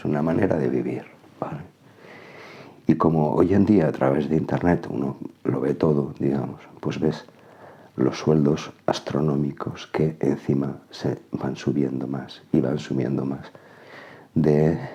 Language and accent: Spanish; Zaragoza, Aragon, Spain; En mi tierra, aquí en Aragón, Zaragoza, en España